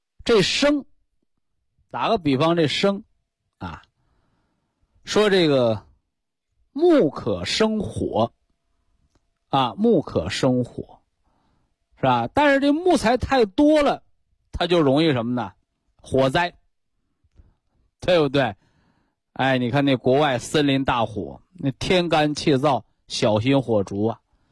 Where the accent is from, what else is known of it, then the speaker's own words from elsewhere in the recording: China; 所以我们中国人，我给大家反复强调，中医中医